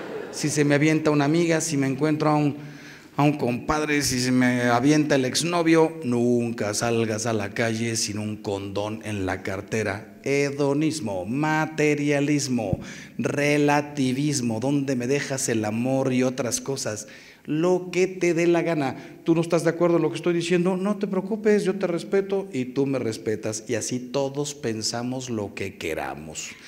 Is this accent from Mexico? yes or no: yes; Mexico; los que salimos ganando somos los mexicanos.